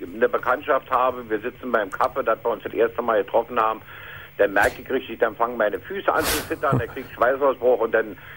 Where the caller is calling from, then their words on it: Berlin, Germany; Ich bin Berliner, ja.